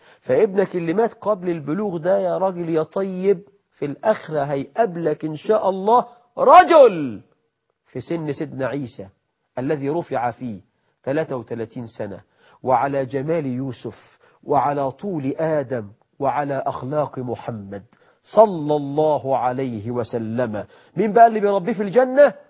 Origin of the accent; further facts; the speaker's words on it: Egypt; عندنا في مصر مخرجة سفلة،